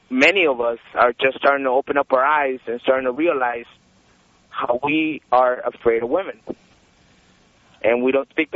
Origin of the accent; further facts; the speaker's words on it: El Salvador; now in United States; I'm original from El Salvador